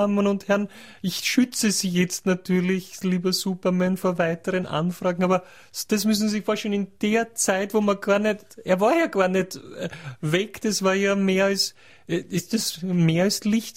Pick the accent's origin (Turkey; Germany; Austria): Austria; Linz, Upper Austria; Oder kann man das als Linzer, wenn ich mich jetzt auf den... Weiß ich nicht